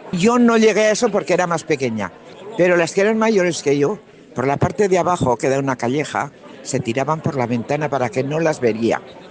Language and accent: Spanish; Berceo, La Rioja, Spain; also born or lived in Nájera; soy nacida aquí en Berceo. Hemos estado aquí viviendo muchísimos años. Pues casi toda una vida.